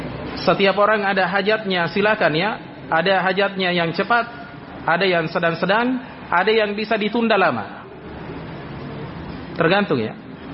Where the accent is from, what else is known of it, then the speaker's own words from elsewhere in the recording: Polewali Mandar, West Sulawesi, Indonesia; ini saya pernah alami kasus ini di daerah saya di Polman.